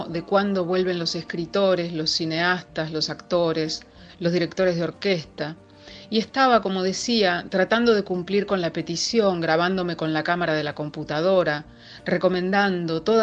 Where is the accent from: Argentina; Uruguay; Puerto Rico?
Argentina; soy periodista, soy argentina, vivo en Buenos Aires.